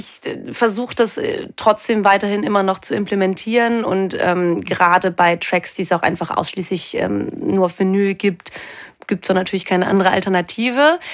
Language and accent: German; Cologne, North Rhine-Westphalia, Germany; now in Vienna, Austria; Genau, also ich komme eigentlich aus Köln und lebe seit anderthalb Jahren in Wien.